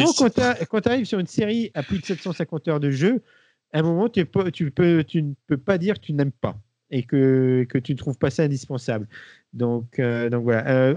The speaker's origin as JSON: {"language": "French", "region": "Occitanie", "country": "France", "said": "vu qu'on est occitan"}